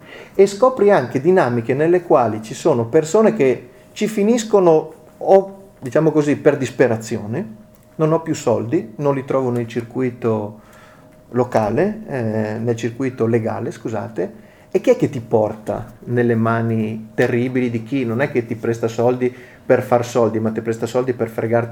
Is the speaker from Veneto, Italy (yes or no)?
yes; Veneto, Italy; Io arrivo, magari lo sentite nel mio accento, dal Veneto